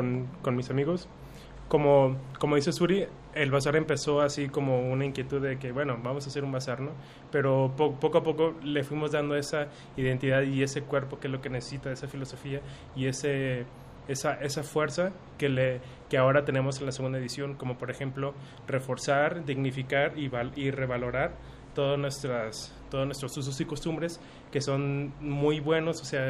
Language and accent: Spanish; Mexico; a reconocernos como mexicanos también